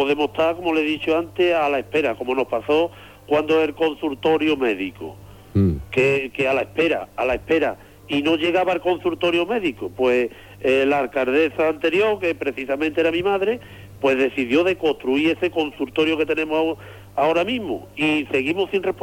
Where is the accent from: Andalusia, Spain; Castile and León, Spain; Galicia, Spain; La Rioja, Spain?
Andalusia, Spain; Yo creo que somos andaluces de primera, no somos andaluces de tercera